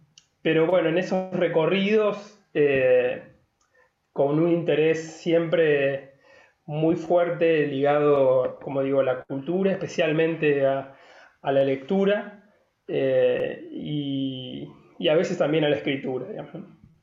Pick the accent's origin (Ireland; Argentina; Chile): Argentina; Paraná, Entre Ríos; soy de Paraná, tengo 49 años